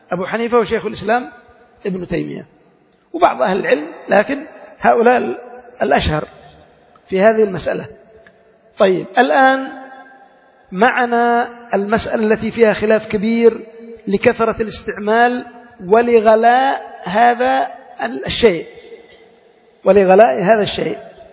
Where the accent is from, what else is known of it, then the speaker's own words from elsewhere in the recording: Yemen; هذه مشكلة عندنا في اليمن نحتاج إلى بحثها